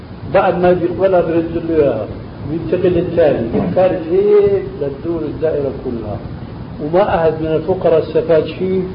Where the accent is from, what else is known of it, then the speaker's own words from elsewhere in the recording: Syria; also born or lived in Albania; عندنا في سوريا خاصة في بلادنا الأصيلة ألبانيا مثلا